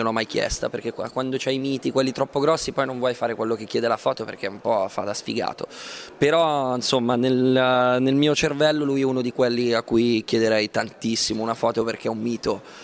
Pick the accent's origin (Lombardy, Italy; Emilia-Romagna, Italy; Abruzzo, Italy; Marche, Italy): Lombardy, Italy; Milan; perché poi io sono milanese e mi rifaccio anche a quella tradizione lì, perché appunto è quello che mi piace, quello con cui sono cresciuto